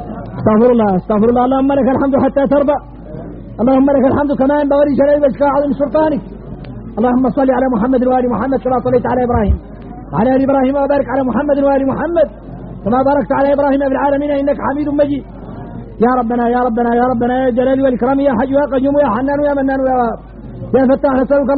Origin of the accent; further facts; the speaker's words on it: Mauritania; احنا موريتاني الخارجنا غريب